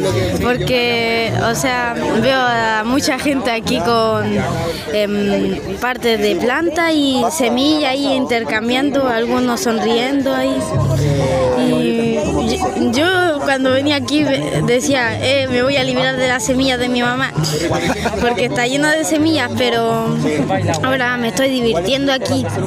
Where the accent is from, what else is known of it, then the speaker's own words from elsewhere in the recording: Linares, Maule, Chile; traigo, vengo con mi mamá de Linares